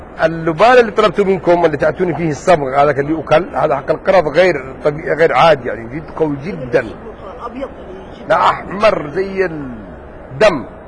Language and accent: Arabic; Yemen; لا انا يمني مش في السعوديه